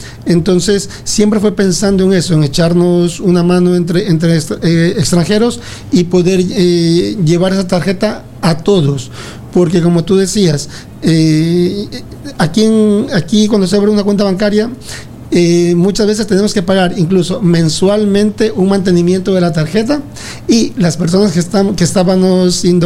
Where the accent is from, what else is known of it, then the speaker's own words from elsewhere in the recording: Ecuador; now in Spain; yo soy de Ecuador, orgullosamente ecuatoriano, aunque amo esta tierra, más de 22 años ya aquí en España, pero claro, uno no olvida sus raíces.